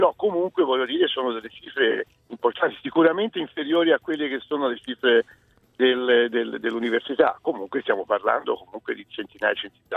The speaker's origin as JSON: {"language": "Italian", "town": "Livorno", "region": "Tuscany", "country": "Italy", "said": "io sono livornese, quindi... in primis, scusate, metto la mia città che è Livorno"}